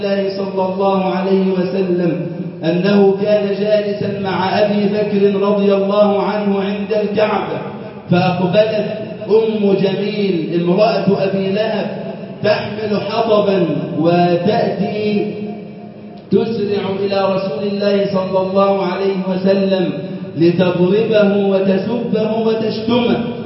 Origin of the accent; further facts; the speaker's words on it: Egypt; اللهم اجعل بلدنا مصر أمنا أمانا